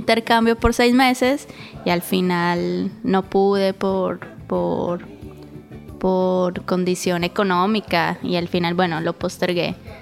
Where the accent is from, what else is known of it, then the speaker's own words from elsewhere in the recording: Bogotá, Colombia; moved away as an adult; now in Buenos Aires, Argentina; vengo de Bogotá, Colombia, llevo 4 años en Buenos Aires.